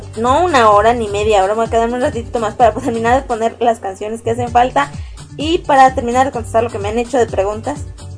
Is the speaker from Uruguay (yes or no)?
no; Mexico City, Mexico; Soy de México, de la Ciudad de México, de la Ajusco, en la Ciudad de México.